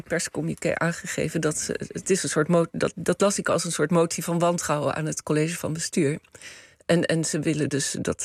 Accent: The Hague, South Holland, Netherlands; ik denk zelf aan de boerendemonstraties waar ik als Hagenaar twee keer mee geconfronteerd werd in oktober 2019.

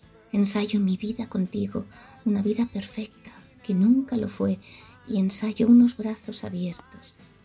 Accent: Santiago de Compostela, Galicia, Spain; de Santiago de Compostela.

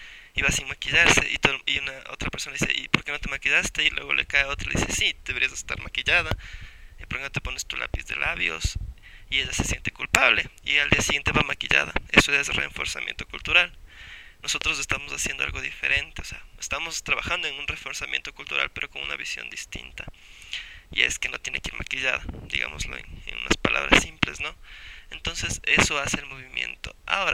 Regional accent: Quito, Pichincha, Ecuador; Creo que todos somos de Quito

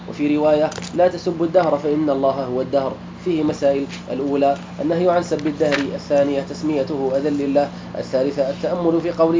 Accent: Morocco; عندنا في المغرب

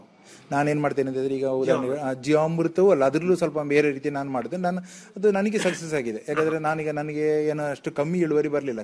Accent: Kasaragod, Kerala, India; also born or lived in Mumbai; now in Kundapura, India; ಮೂಲತಃ ನಾನು ಕಾಸರಗೋಡ್ನವ. ನಾನು ಬಾಂಬೆಲ್ಲ ಸ್ವಲ್ಪ ಜಾಬಲ್ಲೆಲ್ಲ ಇದ್ದೆ.

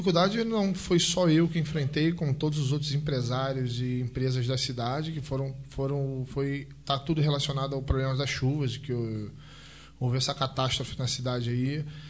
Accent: Petrópolis, Rio de Janeiro, Brazil; now in Nova Friburgo, Brazil; É uma cidade muito parecida com a minha cidade natal. Eu sou de Petrópolis, eu sou também filho da região serrana.

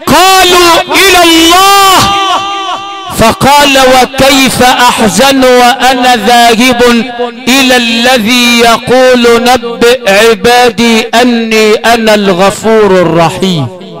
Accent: Sharqia Governorate, Egypt; عندنا في الشرقية ومن أسوان لإسكندرية

